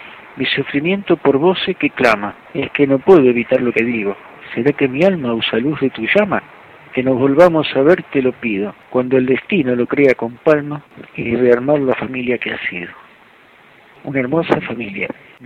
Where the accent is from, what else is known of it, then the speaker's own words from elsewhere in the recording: Mataderos, Buenos Aires, Argentina; also born or lived in Caballito; Yo viví... No nací en Caballito. Y de chiquito fui, bueno, de nacido fui a vivir a la República de Mataderos.